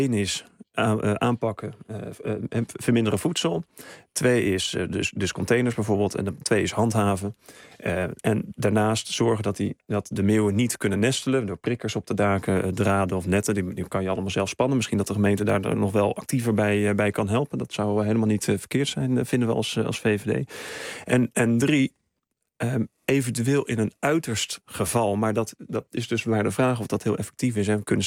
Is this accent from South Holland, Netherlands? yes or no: yes; The Hague, South Holland, Netherlands; born there; Ja, ik ben geboren in Den Haag.